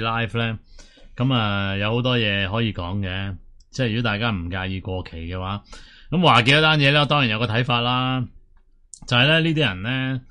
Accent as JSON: {"language": "Cantonese", "country": "Hong Kong", "said": "就是加害我们香港人没了这个自由的加害者咯"}